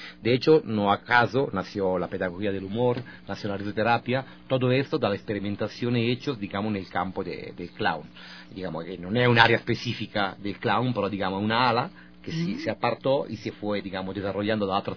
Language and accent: Spanish; Italy; Spanish is a second language; Yo soy italiano, mi formación teatral comienza con la Comedia del Arte en Italia, en la Escuela de Teatro en Bolonia